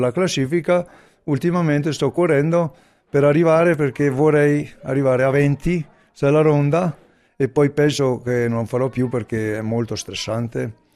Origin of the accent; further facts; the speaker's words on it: Alba di Canazei, Trentino-Alto Adige, Italy; sono nato a Alba di Canazei in casa che una volta era normale, adesso non è più normale. Nel 1952 io ho 62 anni fra due giorni. Vivo qui da sempre